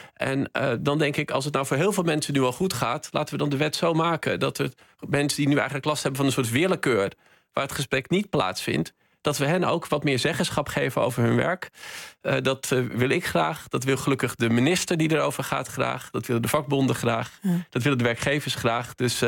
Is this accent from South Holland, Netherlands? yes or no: no; North Holland, Netherlands; Ja, ik ben opgegroeid in West-Friesland.